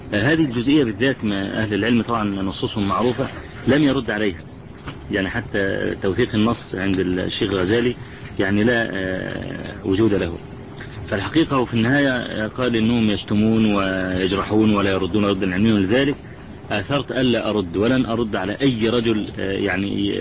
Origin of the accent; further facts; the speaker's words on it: Egypt; نعم موجودة عندنا في مصر هذه المجلة.